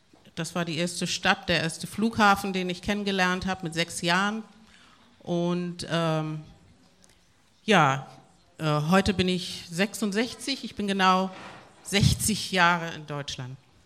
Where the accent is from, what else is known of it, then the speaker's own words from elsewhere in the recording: Havana, La Habana, Cuba; born there; first language Spanish; German is a second language; Ich bin in Havanna geboren, Havanna, Kuba, und bin deshalb muttersprachlich Spanisch. Und bin zum Islam konvertiert. Ich bin eine Black Muslim in 1970.